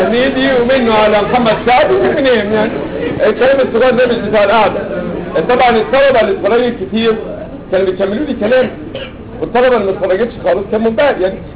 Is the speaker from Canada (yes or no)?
no; Egypt; كلنا كده يعني انا منكم احنا مصريين ما اعرفش في الدول العربيه بيعملوا ايه